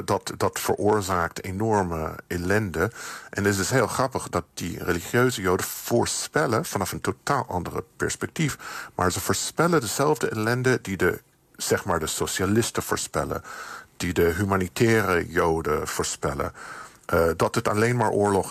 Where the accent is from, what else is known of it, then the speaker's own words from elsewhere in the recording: United States; Jonge mensen in de Verenigde Staten, waar ik vandaan kom, onder de 40